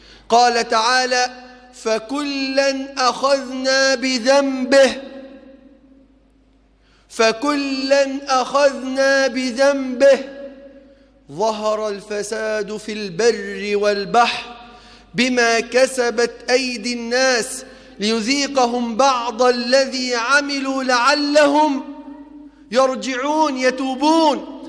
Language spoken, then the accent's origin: Arabic; Egypt; أسأل الله في هذا المقام ألا يحرم بلدنا مصر نعمة جريان نهر النيل.